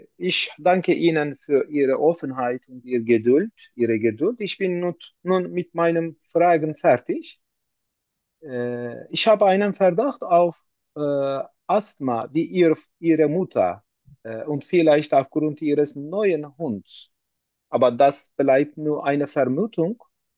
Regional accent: Turkey; German is a second language; now in Germany; Ich komme aus der Türkei.

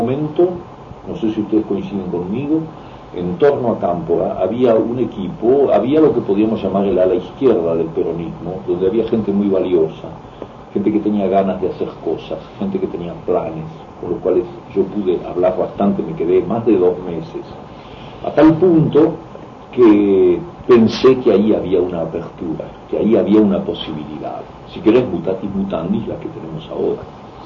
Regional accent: Argentina; now in France; Yo soy argentino y al mismo tiempo me siento muy francés en muchos planos, en el plano de la cultura tengo muchas raíces, muchos contactos con Francia.

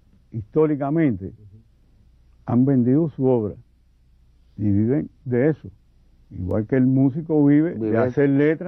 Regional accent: Cuba; soy el primer cubano que dicen los críticos que ilustró el Quijote.

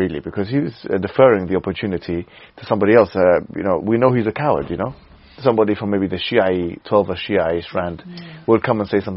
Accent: United Kingdom; We're mostly British citizens here. I think all of us are British citizens.

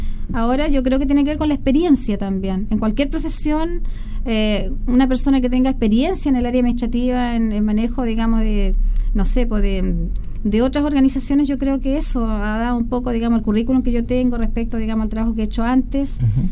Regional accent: Llanquihue, Los Lagos, Chile; also born or lived in Puerto Varas; Es que yo soy de pueblo. O sea, yo la verdad es que nací en Puerto Varas, que es un pueblo bastante chico, y me crié en el pueblo de Llanquihue

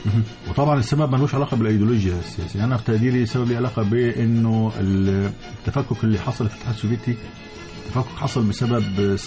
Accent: Egypt; زي ما كان بيحصل عندنا في مصر

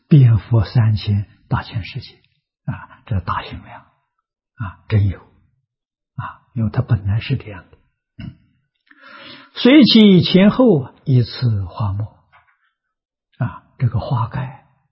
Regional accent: China; 我们中国人讲七情五欲之染污

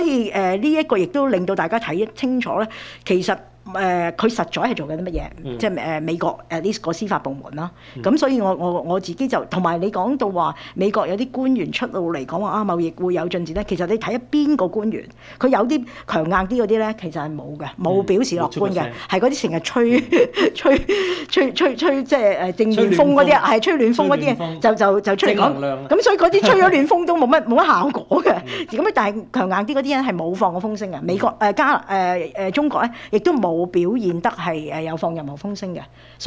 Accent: Canada; 就值得我們加拿大人去思考。

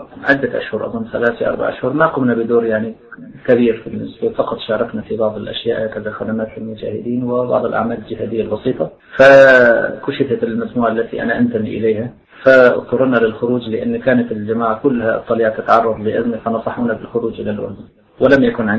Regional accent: Baghdad, Baghdad Governorate, Iraq; فاختاروني أنا وأخ آخر من بغداد وألحقونا في الفريق

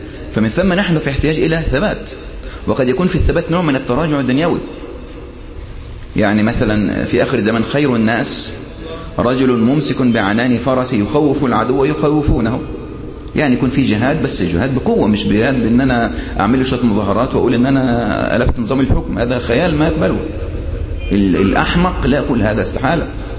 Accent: Sohag, Sohag Governorate, Egypt; أذكر في بلدي، يعني أنا من سوهاج، كنت أذهب وعمري تقريبا حوالي 10 سنوات أو 15 سنة

